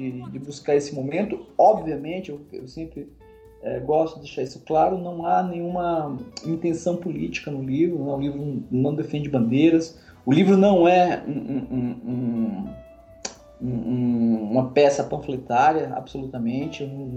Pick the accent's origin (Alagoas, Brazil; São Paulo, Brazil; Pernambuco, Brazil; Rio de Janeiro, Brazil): Pernambuco, Brazil; Jaboatão dos Guararapes; born there; eu nasci em Jaboatão dos Guararapes, né?